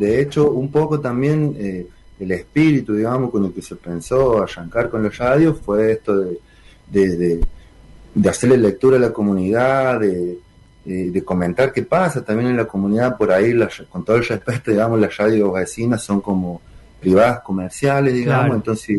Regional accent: San Juan, Argentina; vengo, sí, como de una experiencia comunicacional del lado de San Juan, de donde soy yo

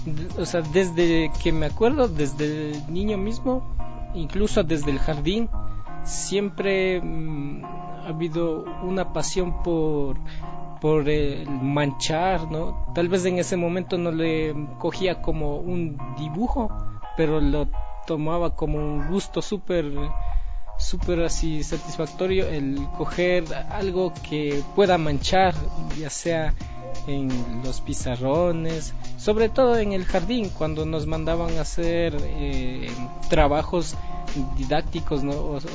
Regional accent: Otavalo, Imbabura, Ecuador; Como runas que somos propios de Otavalo, ¿no?

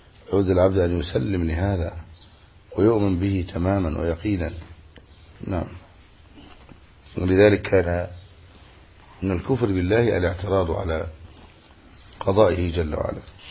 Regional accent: Egypt; فما عندنا في مصر يقولوا إيه؟ عش وديله

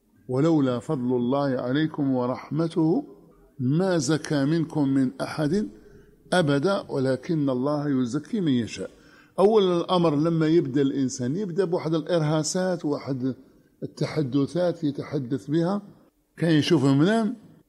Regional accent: Oran, Oran Province, Algeria; عندنا في وهران

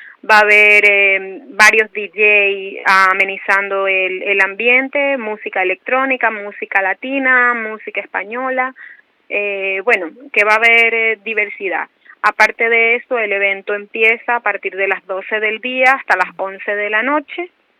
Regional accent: Ecuador; now in Spain; nosotros que somos de Ecuador.

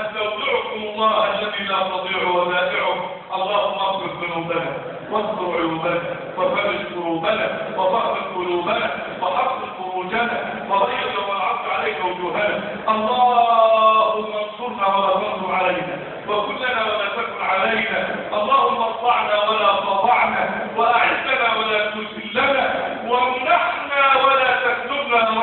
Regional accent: Egypt; اللهم انا نسالك ان تجعل بلدنا مصر امنا امانا سخاء رخاء

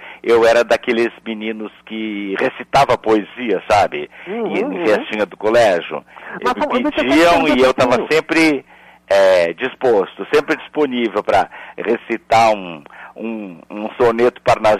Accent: Porto Alegre, Rio Grande do Sul, Brazil; Então, eu sou porto-alegrense, da Gema, eu nasci no Centro Histórico, me criei no Centro Histórico, estudei no Colégio Anchieta.

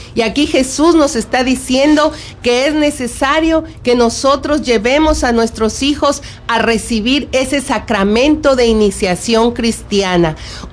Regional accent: Mexico; a ser parte de nosotros los mexicanos

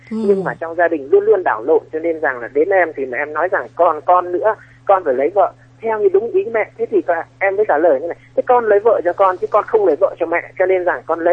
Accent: Thanh Hoa, Vietnam; now in Hanoi, Vietnam; em thì lớn lên ở Thanh Hóa và hiện tại thì em đang làm ở Hà Nội ạ.

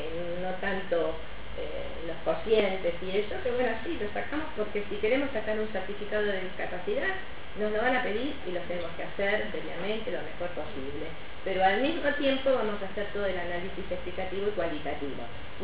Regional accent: Argentina; que somos los argentinos, creo, nos hemos transformado en ingeniosos

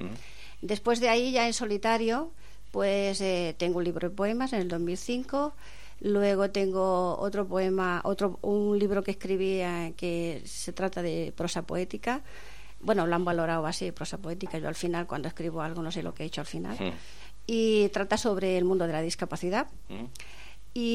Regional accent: Montefrío, Andalusia, Spain; Yo procedo de un pueblo de Granada que se llamaba Montefrío.

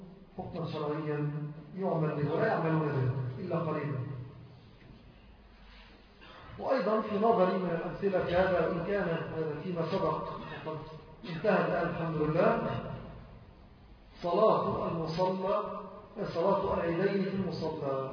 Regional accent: Egypt; أنا أقول على الأقل في بلدنا مصر

